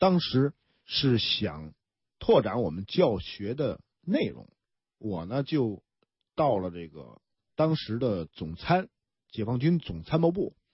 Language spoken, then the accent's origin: Chinese; Beijing, China; 我在北京生北京长。